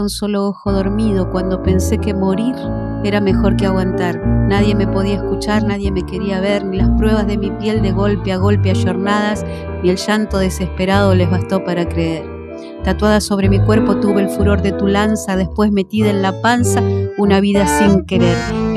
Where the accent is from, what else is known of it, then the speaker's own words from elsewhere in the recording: Valentín Alsina, Buenos Aires Province, Argentina; Yo soy de Valentín Alsina, un barrio sencillo. Uh-huh. Humilde